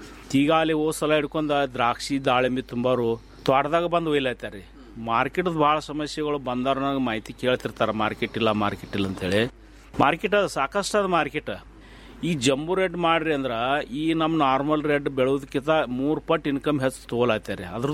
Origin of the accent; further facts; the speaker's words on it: Ratnapur, Karnataka, India; ನಮ್ಮ ಊರು ರತ್ನಾಪುರ ತಾಲೂಕು ತಿಕೋಟ ಜಿಲ್ಲಾ ಬಿಜಾಪುರದವ್ರು.